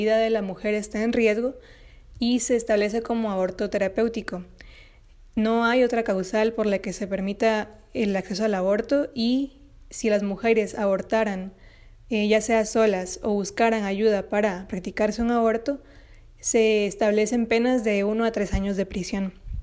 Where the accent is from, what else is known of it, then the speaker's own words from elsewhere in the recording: Guatemala; Hablo desde Guatemala y en mi país el acceso al aborto está restringido por el Código Penal.